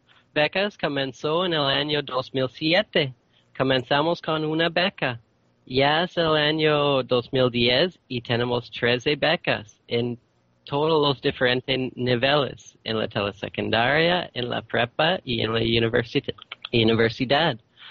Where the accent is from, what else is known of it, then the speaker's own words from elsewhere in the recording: Canada; soy de Canadá.